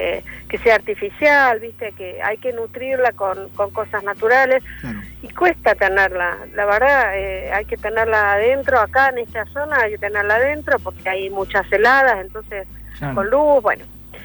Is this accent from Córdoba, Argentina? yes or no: no; Las Grutas, Río Negro, Argentina; nosotros somos de Las Grutas, provincia de Río Negro, una playa preciosa que los invito a conocer cuando quieran.